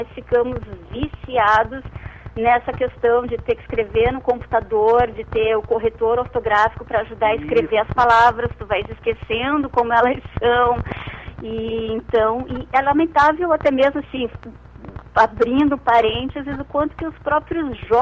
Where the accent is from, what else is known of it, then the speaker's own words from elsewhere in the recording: Florianópolis, Santa Catarina, Brazil; moved away as an adult; now in Rio de Janeiro, Brazil; eu sou de Florianópolis, mas assim que eu me formei, eu fui morar no Rio de Janeiro.